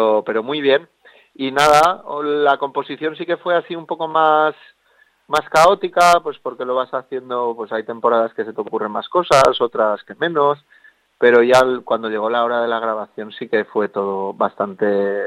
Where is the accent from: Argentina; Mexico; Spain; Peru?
Spain; Villafranca del Cid, Valencian Community; Pues lo tengo ahí en mi pueblo, en Villafranca del Cid, que es aquí en la provincia de Castellón.